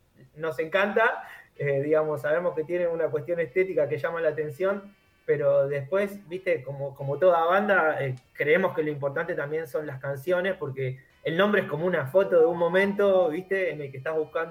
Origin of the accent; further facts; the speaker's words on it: Remedios de Escalada, Buenos Aires Province, Argentina; Entonces hay mucha descripción del barrio, yo soy acá de Escalada.